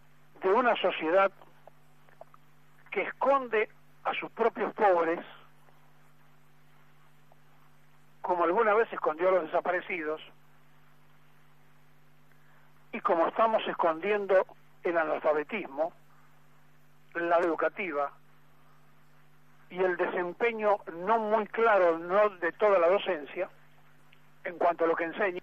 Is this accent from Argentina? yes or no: yes; Argentina; es mucho más difícil como argentino tener que decirles estas cosas a los connacionales